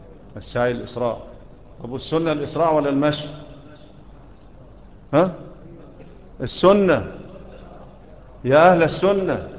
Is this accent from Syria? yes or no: no; Egypt; ومنا احنا كمصريين ايه اللي بيعملوه ده؟